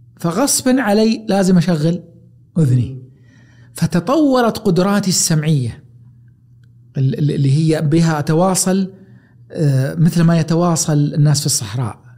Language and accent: Arabic; Taif, Makkah Province, Saudi Arabia; كوني تربيت في الطائف مدينة جبلية، حديثي ذا إيقاع سريع، نبرتي سريعة، تنفسي سريع، صوتي حاد